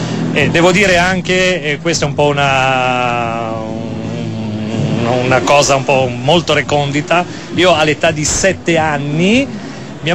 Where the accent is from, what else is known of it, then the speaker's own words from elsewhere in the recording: Savona, Liguria, Italy; moved away as an adult; now in Milan, Italy; No, io sono ligure, sono di Savona, mi sono trasferito a Milano da 6 o 7 anni.